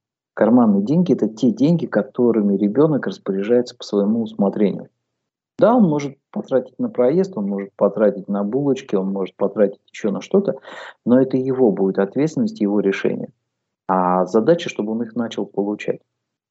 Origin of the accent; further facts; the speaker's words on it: Kemerovo Oblast, Russia; moved away as an adult; also born or lived in Tomsk; now in Sevastopol; я проживаю в Севастополе 7 лет. До этого проживал в Томске. То есть я житель и уроженец Западной Сибири. Я родился в Кемеровской области, работал в Кемерово и Томске